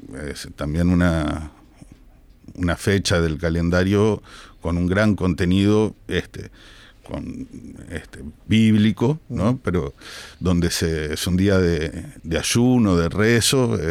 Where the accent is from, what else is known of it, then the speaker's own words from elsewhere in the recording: Uruguay; somos uruguayos, y creo que nuestro país esté a la altura de las circunstancias